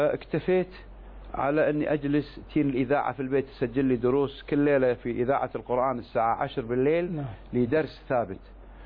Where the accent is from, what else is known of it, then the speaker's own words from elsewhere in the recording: Kuwait; في بلدي الكويت